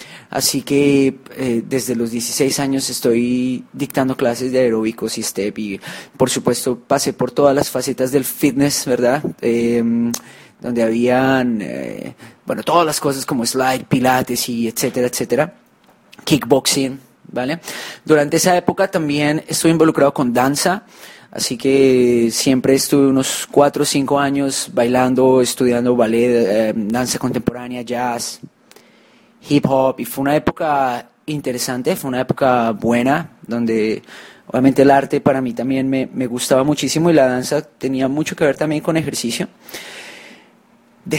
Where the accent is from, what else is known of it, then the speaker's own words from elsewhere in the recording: Colombia; now in Hong Kong; Nosotros, como se podrán imaginar, no nacimos en Hong Kong, ¿verdad? Nosotros somos de Colombia